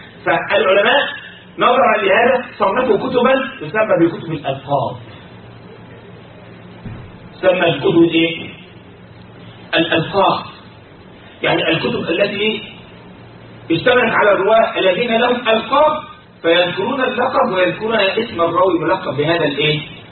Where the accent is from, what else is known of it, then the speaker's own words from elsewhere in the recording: Egypt; عندنا في مصر يقول بيدلعه